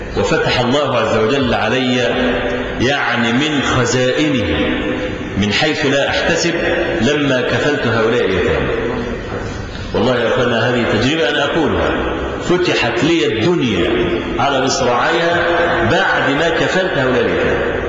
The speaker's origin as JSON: {"language": "Arabic", "country": "Egypt", "said": "إحنا عندنا في مصر"}